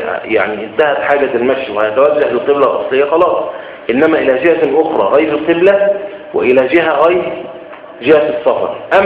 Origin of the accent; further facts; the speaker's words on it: Egypt; عندنا في مصر ينفع